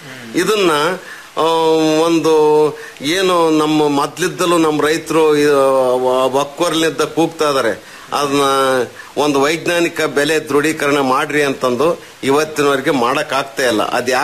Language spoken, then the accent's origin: Kannada; Karnataka, India; ಇಲ್ಲ, ನಮ್ಮೂರು ಚಿಕ್ಕ ಗ್ರಾಮ ಆಗಿರೋದ್ರಿಂದ ಹಾಲು ಉತ್ಪಾದನೆ ಮಾಡ್ತೀವಿ. ಇಲ್ಲೇ ಪಕ್ಕದಲ್ಲಿ ಉಚ್ಚವನಹಳ್ಳಿ ಅಂತ ಇದೆ, ಮಾಯಿಕೊಂಡೆ ಇದೆ